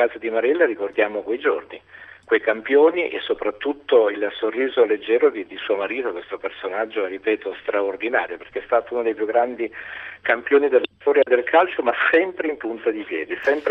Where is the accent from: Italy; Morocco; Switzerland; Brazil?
Brazil; São Paulo; quando ero bambino in Brasile a San Paolo e giocavo con i miei coetanei che erano ebrei, musulmani, mulatti, giapponesi ed ero figlio di immigranti italiani.